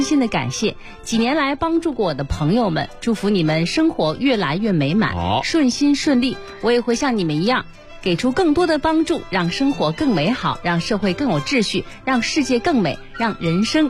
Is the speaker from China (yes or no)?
yes; Beijing, China; 作为一个老北京的鸡童啊